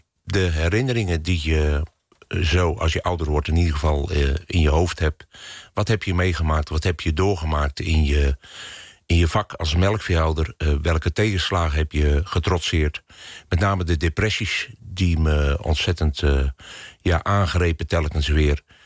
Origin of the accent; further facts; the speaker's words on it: Langerak, South Holland, Netherlands; Mijn leven is begonnen aan de rivier in een klein dorpje in Langerak, in de Albelse Waard. En daar heb ik goede herinneringen aan. En je mag opgroeien op een boerderij.